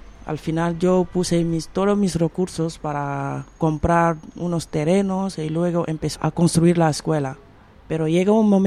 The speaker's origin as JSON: {"language": "Spanish", "country": "Senegal", "second_language": "Spanish", "said": "Y cuando regresé en Senegal, he visto casi la situación nunca ha"}